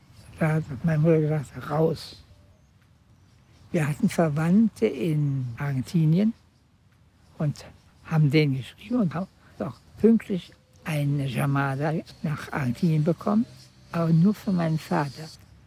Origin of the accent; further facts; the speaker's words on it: Ludwigslust, Mecklenburg-Vorpommern, Germany; born there; Ich bin am 15. Mai 1925 geboren in Ludwigslust, Mecklenburg.